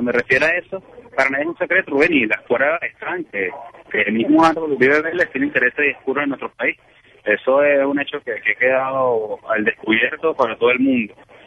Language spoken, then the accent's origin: Spanish; Venezuela; o yo como venezolano le puedo decir a la población de Estados Unidos